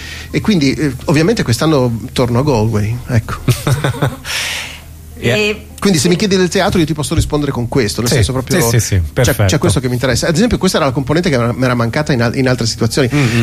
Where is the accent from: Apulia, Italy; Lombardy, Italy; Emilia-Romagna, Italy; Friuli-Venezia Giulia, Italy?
Friuli-Venezia Giulia, Italy; Io sono friulano e i friulani si vantano di bere molto